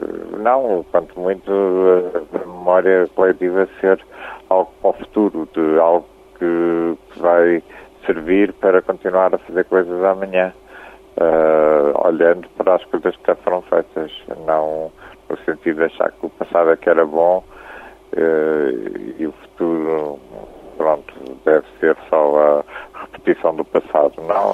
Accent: Portugal; Nós, obviamente, que somos portugueses e cantamos, inclusive, em alguns temas em português

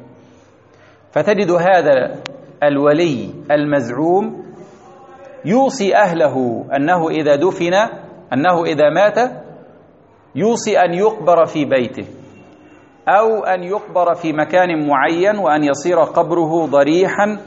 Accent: Egypt; وكان في مولده رؤوس الصوفية في بلدتنا في مصر

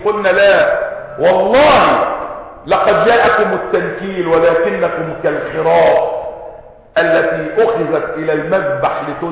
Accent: Egypt; والحمد لله ان بلدنا مصر يعني اقل البلاد خساره

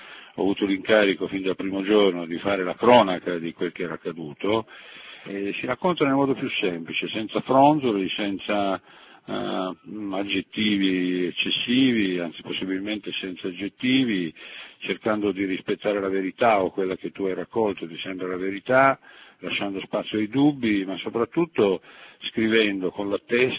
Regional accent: Casale Monferrato, Piedmont, Italy; ho incontrato anche la storia di una famiglia della mia città, io sono di Casale Monferrato

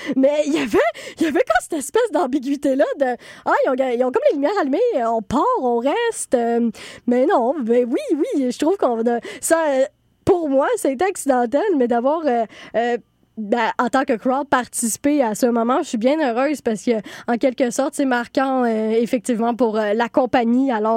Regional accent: Montreal, Quebec, Canada; que l'on doit, en tant que Montréalais, ben oui

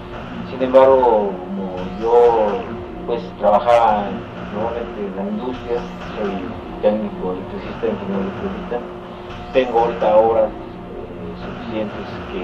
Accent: Tepeji del Río, Hidalgo, Mexico; soy originario de Tepeji del Río, Estado Hidalgo.

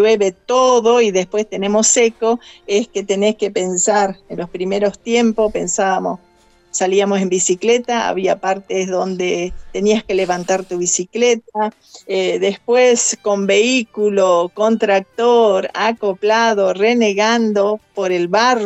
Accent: El Colorado, Formosa, Argentina; Yo nací en el Colorado Formosa. Ajá. A 400 kilómetros.

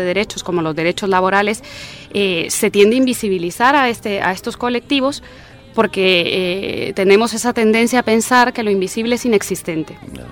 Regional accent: Guatemala; coordinadora de proyectos de la Plataforma de Mujeres Artistas contra la Violencia de Género y soy guatemalteca también.

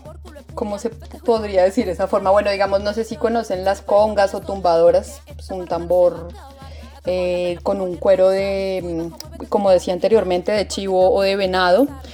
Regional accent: Bogotá, Colombia; hemos aprendido acá desde Bogotá, ¿no? Es como también una cosa diferente, somos bogotanas y tocamos música del Caribe

